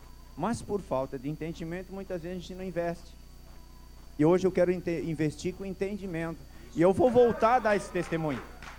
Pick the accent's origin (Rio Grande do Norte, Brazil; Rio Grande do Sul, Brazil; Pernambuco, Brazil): Rio Grande do Sul, Brazil; Passo Fundo; Eu sou da cidade de Passo Fundo.